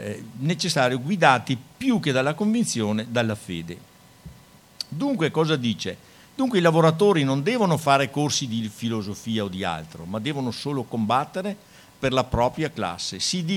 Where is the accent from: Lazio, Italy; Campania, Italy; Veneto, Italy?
Veneto, Italy; Schio; un compagno di Schio, da cui io vengo, cittadina del Veneto da cui io vengo.